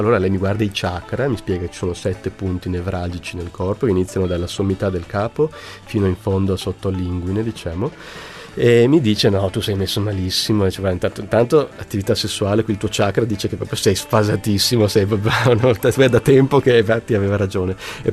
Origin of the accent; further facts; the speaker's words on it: Switzerland; born there; io sono nato in Svizzera e quindi non sono stato neanche battezzato, e sono cresciuto sempre con un convinto sano ateismo